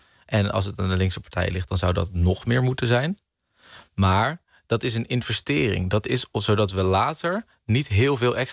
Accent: Netherlands; Maar ja, wat wij er uiteindelijk als Nederlander, als ondernemer, als MKB van gaan merken

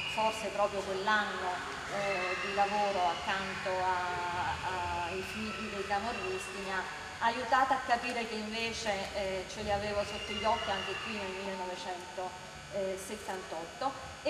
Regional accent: Caserta, Campania, Italy; io sono di Caserta

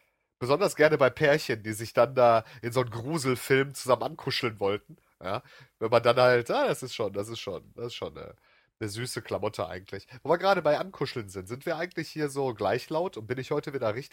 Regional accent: North Rhine-Westphalia, Germany; Etwas zu tun haben oder etwas vorhaben unterscheidet man bei uns im Ruhrgebiet ganz klar.

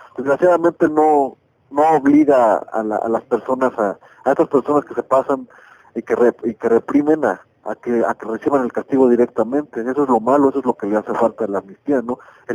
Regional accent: Mexico; lo que nos hace falta como mexicanos pues es valor

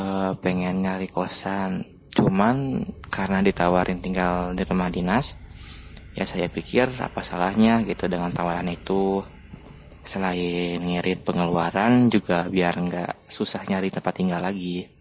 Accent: Bandung, West Java, Indonesia; Karena saya asli orang Bandung

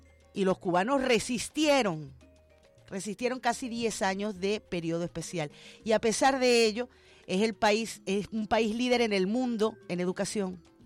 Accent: Venezuela; Los venezolanos no somos menos. Somos hijos de Bolívar. Somos hijos de Bolívar y hermanos de Martí. Tenemos la misma sangre luchadora.

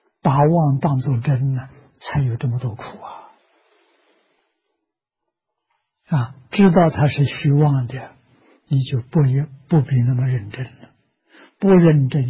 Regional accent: China; 我们中国人叫他做灵魂啊，其实他不灵

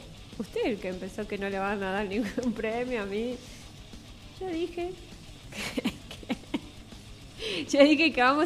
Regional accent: Rivadavia, Argentina; No, yo, discúlpeme, yo soy de Rivadavia.

